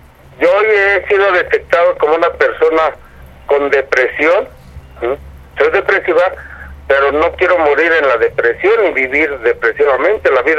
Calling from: Tlalnepantla, State of Mexico, Mexico; De Tlalnepantla, Estado de México.

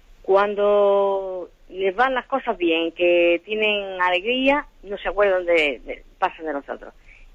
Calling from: Almería, Andalusia, Spain; llamo desde Almería.

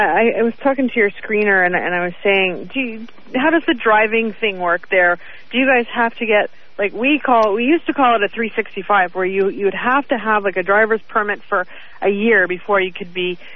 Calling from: Toronto, Ontario, Canada; Calling from the very cold Toronto.

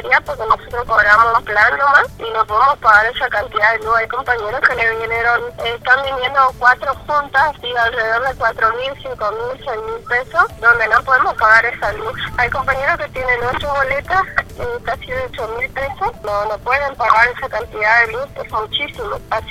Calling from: Juan José Castelli, Chaco, Argentina; nosotros somos de la Asociación de la Cita y Combatida, de acá de Juan José Castelli

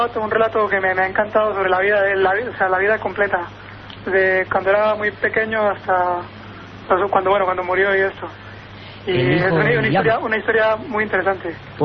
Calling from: Colombia; No soy de aquí, bueno, soy de Colombia

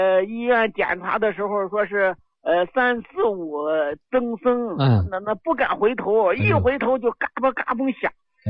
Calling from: Xi'an, Shaanxi, China; 我是西安的。

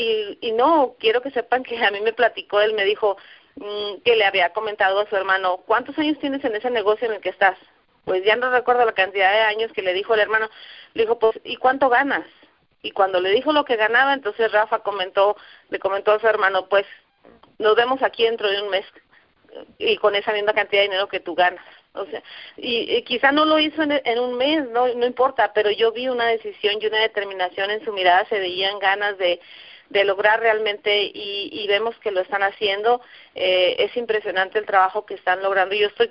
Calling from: Guadalajara, Jalisco, Mexico; aquí de Guadalajara

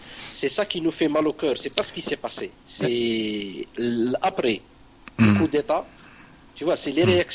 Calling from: Lausanne, Vaud, Switzerland; Voilà, je suis de Lausanne.

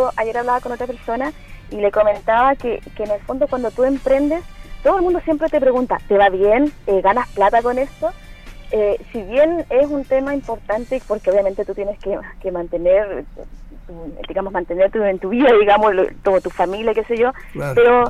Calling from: Punta Arenas, Magallanes and Chilean Antarctica, Chile; Desde Punta Arenas.

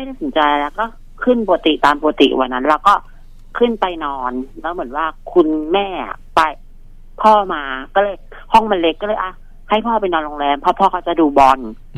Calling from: Min Buri, Bangkok, Thailand; มินบุรีค่ะ

